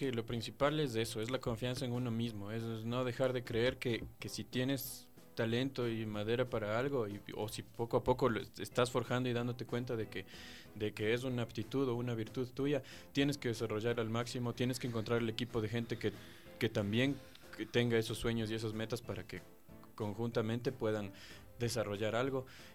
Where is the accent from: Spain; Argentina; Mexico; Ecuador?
Ecuador; Riobamba, Chimborazo; incluso en Riobamba, que es la ciudad de donde soy yo